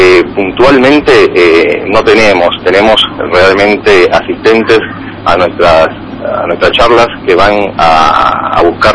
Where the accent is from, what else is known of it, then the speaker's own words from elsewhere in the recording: Venezuela; No, soy venezolano.